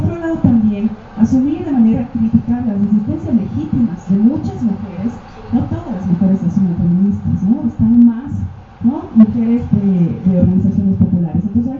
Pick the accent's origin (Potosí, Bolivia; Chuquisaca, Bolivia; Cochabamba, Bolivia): Cochabamba, Bolivia; yo soy de Cochabamba, de una ciudad, ¿no? La ciudad de la Guerra del Agua.